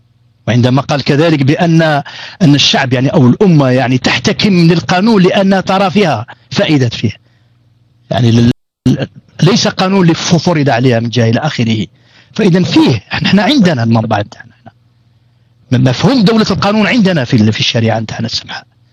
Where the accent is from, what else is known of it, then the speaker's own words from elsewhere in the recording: Algeria; يعني أنا قاع جزائريين إن شاء الله تفهموا هذا الأمر